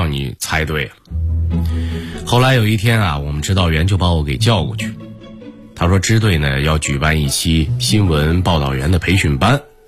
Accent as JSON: {"language": "Chinese", "region": "North China", "country": "China", "tie": "born or raised there", "moved": "as an adult", "said": "我是北方平原长大，到温州当了兵以后，才真是第一次见识到沿海台风的威力。"}